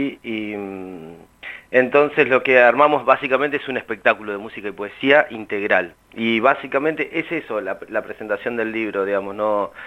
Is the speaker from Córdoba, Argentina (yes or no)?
no; Rauch, Buenos Aires Province, Argentina; now in La Plata, Argentina; yo soy oriundo de la ciudad de Rauch, hay algunas reminiscencias de mi pueblo, toda mi vida en La Plata y mis primeros 2 años en la capital, que no es pavada para un pibe de pueblo